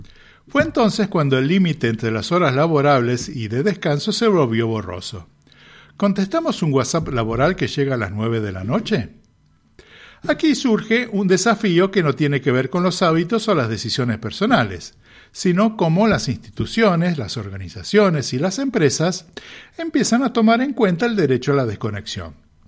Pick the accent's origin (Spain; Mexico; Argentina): Argentina; Buenos Aires; en el caso mío, que venimos de Buenos Aires